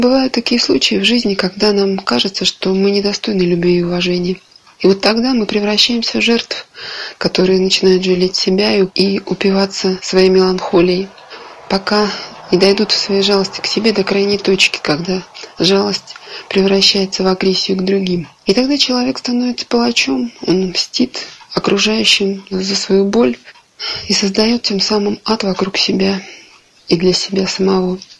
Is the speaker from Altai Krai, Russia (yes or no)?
yes; Altai Krai, Russia; я из Алтайского края.